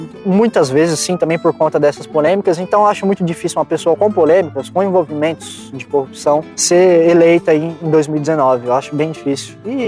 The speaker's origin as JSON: {"language": "Portuguese", "region": "São Paulo", "country": "Brazil", "said": "Falando aqui de São Paulo, que a gente é de São Paulo, sempre fomos de São Paulo"}